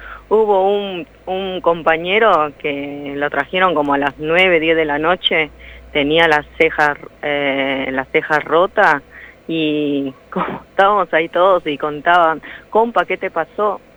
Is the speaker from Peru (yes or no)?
yes; Peru; now in Argentina; Yo soy peruana, me vine acá muy joven y bueno, como extranjera, como compatriota, es más, a veces me siento más argentina que el presidente. Y como dije, yo tengo mis hijos acá